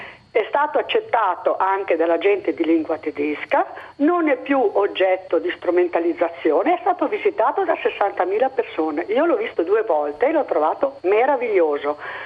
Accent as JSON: {"language": "Italian", "town": "Bolzano", "region": "Trentino-Alto Adige", "country": "Italy", "said": "Io sono di Bolzano."}